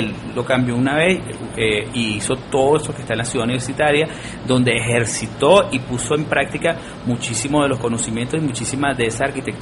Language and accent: Spanish; Caracas, Capital District, Venezuela; also born or lived in Trujillo; No, yo nací en Trujillo, pero me crié en Caracas.